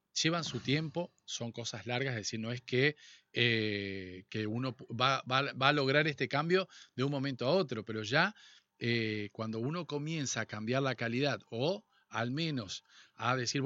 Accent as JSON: {"language": "Spanish", "country": "Argentina", "said": "Pero también nosotros somos argentinos y sabemos reinventarnos."}